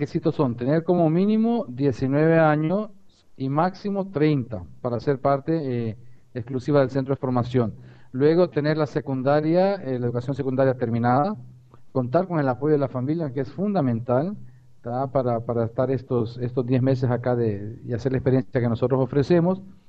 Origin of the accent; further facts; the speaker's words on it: La Ceiba, Atlántida, Honduras; yo soy de La Ceiba, de la costa norte de Honduras. Se llama la novia de Honduras.